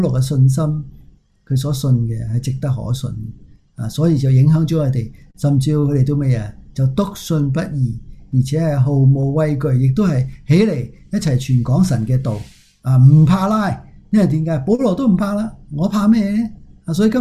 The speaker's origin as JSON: {"language": "Chinese", "country": "China", "said": "我都是中国人"}